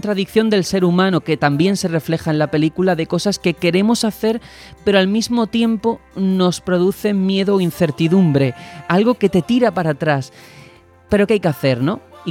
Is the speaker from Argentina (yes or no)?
no; Algeciras, Andalusia, Spain; now in Madrid, Spain; Yo vengo de Algeciras, de estar toda la vida pues con mis padres. Nunca había salido ni vivido fuera.